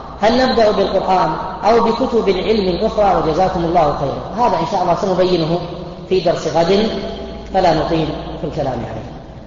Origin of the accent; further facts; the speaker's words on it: Buraydah, Al-Qassim, Saudi Arabia; عندنا في بريدة